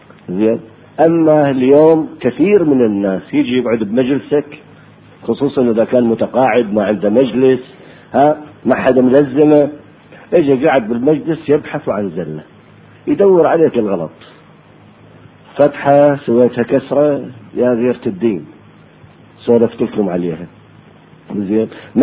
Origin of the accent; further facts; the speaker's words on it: Iraq; accent: Iraqi; للبتلو بلهجتنا احنا العراقية ما يسموه شيناج